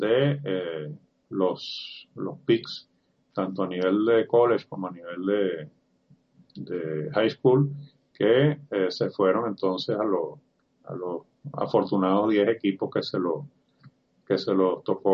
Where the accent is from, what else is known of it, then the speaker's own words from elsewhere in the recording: Venezuela; uno que siempre uno tiene como venezolano en la punta de la lengua